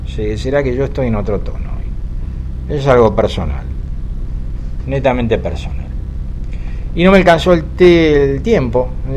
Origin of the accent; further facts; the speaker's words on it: Argentina; Se nota que soy argentino, se nota.